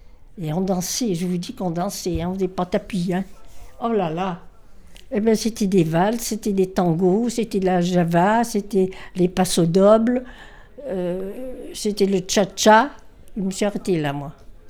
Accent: Serre, France; born there; Je suis née à Serre. Maman avait déjà le bar, épicerie.

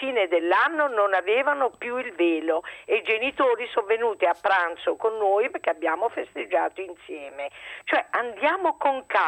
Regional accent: Naples, Campania, Italy; io abitavo a Napoli, sono nata a Napoli

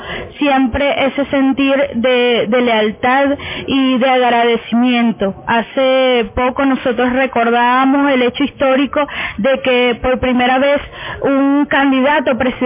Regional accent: Venezuela; nuestro sentimiento patriota, nuestro sentimiento como venezolanos y venezolanas de esta patria que nos enorgullece muchísimo

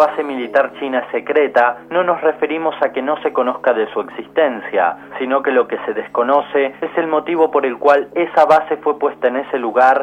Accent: Argentina; Para los que somos de Argentina, este sitio es muy conocido

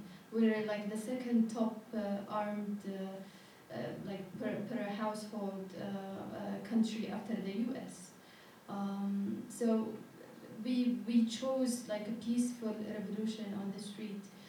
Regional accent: Yemen; Like, I come from Yemen

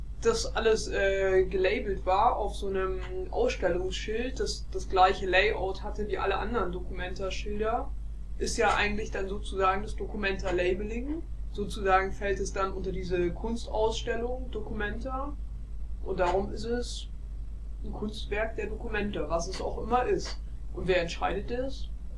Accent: Munich, Bavaria, Germany; Ich komme aus München und studiere auch zufällig in München, habe ein Auslandssemester in Venedig an der Venice International University gemacht

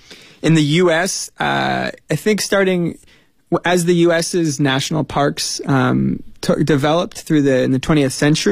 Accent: United States; I grew up in the United States and I learned about it as a kid.

